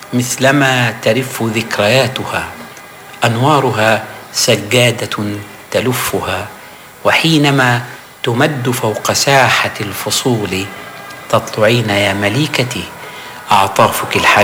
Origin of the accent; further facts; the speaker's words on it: Alexandria, Alexandria Governorate, Egypt; فهو أول ما سلمت قال لي بذكاء شديد: من أين أنت؟ قلت: من الأسكندرية.